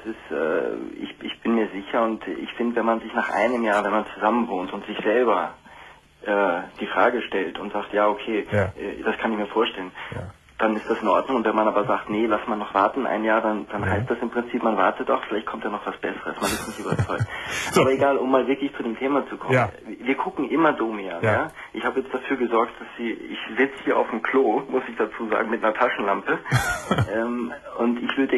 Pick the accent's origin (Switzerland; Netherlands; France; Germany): Germany; Krefeld, North Rhine-Westphalia; now in Vienna, Austria; Naja, ich komme aus Krefeld